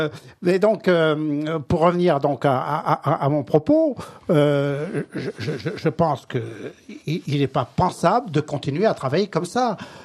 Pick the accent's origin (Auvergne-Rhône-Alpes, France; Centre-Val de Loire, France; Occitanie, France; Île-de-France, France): Île-de-France, France; Maisons-Laffitte; Comme je suis des Yvelines.